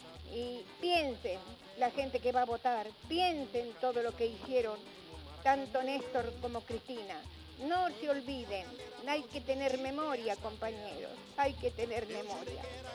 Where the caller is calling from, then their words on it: San Justo, Buenos Aires Province, Argentina; de San Justo.